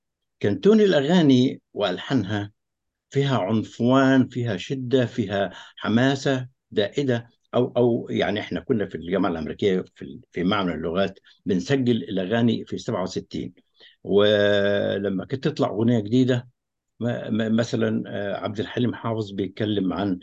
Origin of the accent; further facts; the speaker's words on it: Egypt; انا كمصري في داخل الجامعه الامريكيه